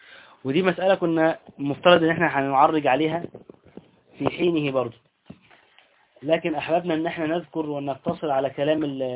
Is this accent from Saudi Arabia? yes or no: no; Egypt; عندنا في اهل مصر هنا، واحنا مصريين طبعا ام الدنيا